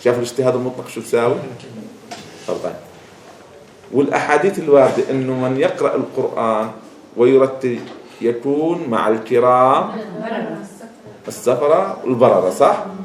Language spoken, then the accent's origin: Arabic; Jordan; عادة خاصة بلدنا الأردن عامة كتب التجويد